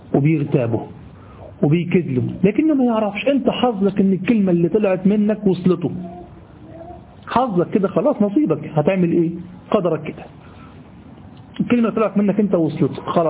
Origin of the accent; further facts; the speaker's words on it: Egypt; والله دي دايمين لغو عندنا في لساننا كمصريين